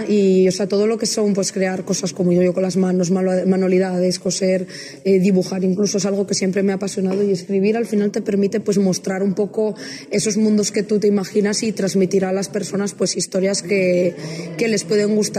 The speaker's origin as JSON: {"language": "Spanish", "region": "Asturias", "country": "Spain", "said": "y, bueno, soy una autora asturiana. Hasta ahora mi obra estaba en asturiano."}